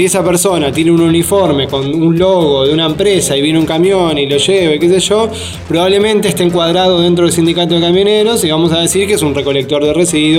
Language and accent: Spanish; Ituzaingó, Buenos Aires Province, Argentina; born there; yo soy nacido en Ituzaingó, en el barrio Villa Irupé, pero tengo una conexión con esta zona porque mi mamá vino de España en el año 51 a vivir a este barrio.